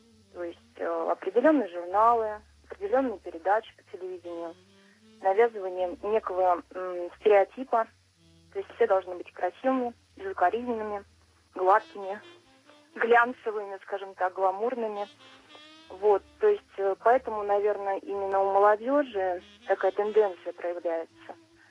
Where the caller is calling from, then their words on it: Moscow, Russia; Я звоню из Москвы.